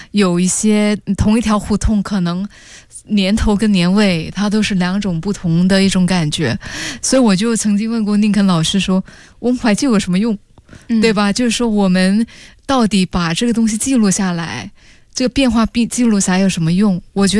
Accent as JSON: {"language": "Chinese", "country": "Singapore", "said": "我是新加坡人啊，可是我知道我拍新加坡的话，它就只是新加坡的故事"}